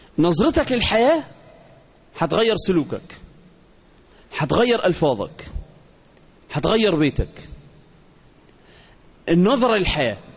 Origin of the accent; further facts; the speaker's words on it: Egypt; وإحنا كمصريين بقول لك